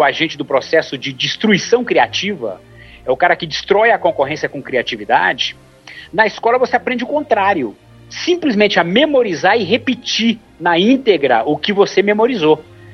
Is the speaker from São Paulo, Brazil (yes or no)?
no; Ceará, Brazil; eu sou do interior do Ceará, como disse a vocês.